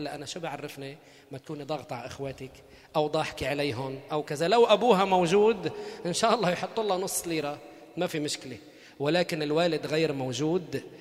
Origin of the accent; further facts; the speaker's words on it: Beirut, Beirut Governorate, Lebanon; لا نحن ببيروت اتجوز انا وياه. المهور المهور عندنا في بيروت يعني بنت بيروت